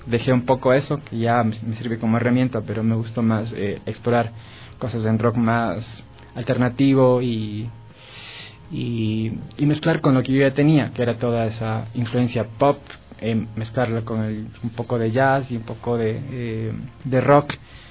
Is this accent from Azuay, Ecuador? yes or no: yes; Cuenca, Azuay, Ecuador; now in Quito, Ecuador; cuando yo llegué de Cuenca tenía una perspectiva musical totalmente distinta, además cultural, porque Cuenca es una ciudad muy chévere, pero es bien chiquita y no hay todo lo que hay en Quito como capital